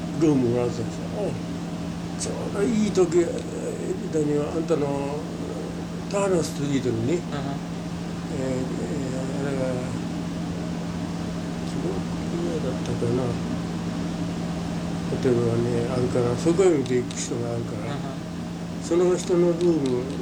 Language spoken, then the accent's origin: Japanese; Wakayama, Japan; 和歌山県です。